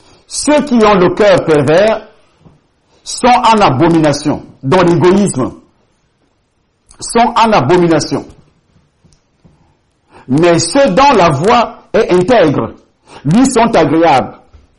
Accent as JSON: {"language": "French", "country": "Cameroon", "tie": "born there", "said": "avant d'arriver au Cameroun, je suis né au Cameroun, j'ai commencé à travailler dans ce pays"}